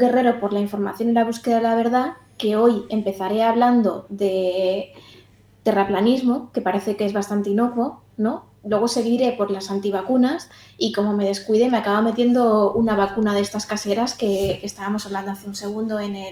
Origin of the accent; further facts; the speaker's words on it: Madrid, Community of Madrid, Spain; yo estoy en Carabanchel ahora mismo y vengo de Lavapiés, de un barrio que era tradicionalmente activista